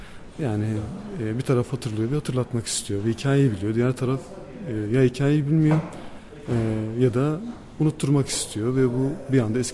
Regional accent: Ardahan Province, Turkey; Ardahan'da doğup büyüdüm ben. Ardahan'ın bir köyünde doğdum. Doğduğum yer eski bir Ermeni ve Rum köyü. Ve biz bu Ermenilerden ve Rumlardan kalan bir evde yaşıyoruz.

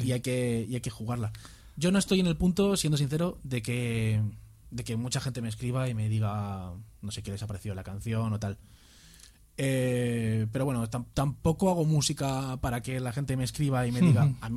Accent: Vallecas, Community of Madrid, Spain; Yo soy de Vallecas también, macho.

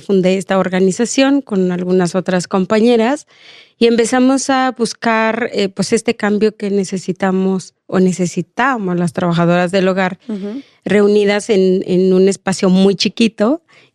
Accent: Oaxaca, Mexico; now in Mexico City, Mexico; Yo soy del estado de Oaxaca.

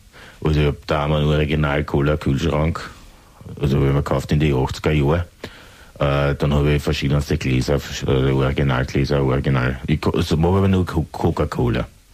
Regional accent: Vienna, Austria; accent: Viennese; Ich bin aus Wien.

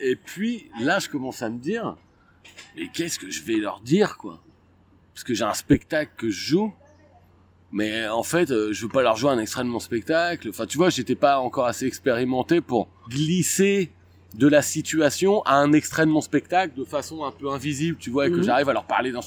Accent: Abbeville, Hauts-de-France, France; born there; Je suis né à Abbeville dans la Somme.

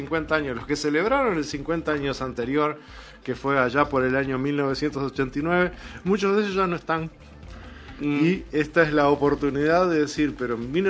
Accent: Uruguay; Yo quiero que mi pueblo se acostumbre a ver a Uruguay ganar desde siempre

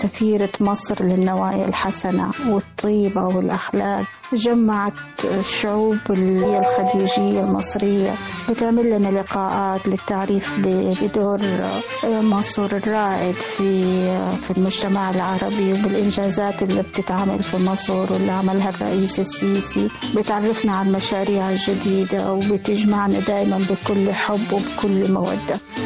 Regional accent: Saudi Arabia; من السعودية،

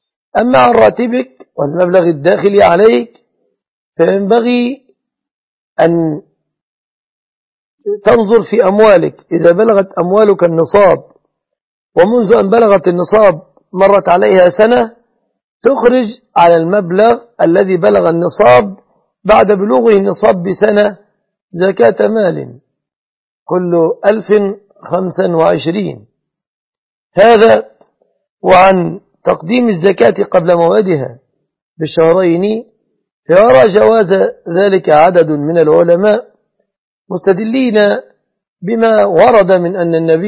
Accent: Egypt

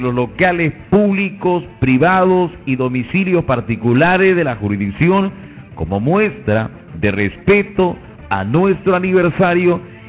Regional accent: Barranca, Lima, Peru; como buenos provincianos, como buenos peruanos, hay que embanderar nuestra provincia de Barranca

